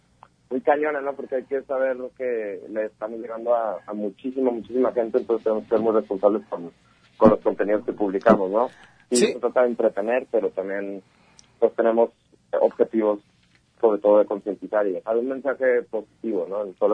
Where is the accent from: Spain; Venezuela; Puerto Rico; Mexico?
Mexico; Guadalajara, Jalisco; moved away as an adult; now in Tijuana, Mexico; tenemos aproximadamente 2 meses ya viviendo en Tijuana, porque, nosotros somos de Guadalajara, y hace 2 meses, casi 3 creo, decidimos